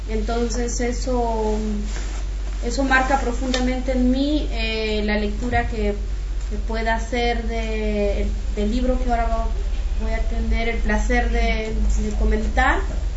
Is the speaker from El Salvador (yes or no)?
no; Guatemala; soy de Guatemala, soy maya quiché